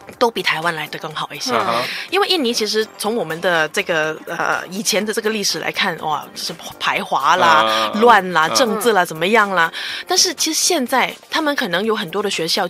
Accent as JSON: {"language": "Chinese", "country": "Hong Kong", "tie": "born or raised there", "said": "对因为我特别喜欢看文具然后小时候在香港也很多就是日式的但新加坡没有"}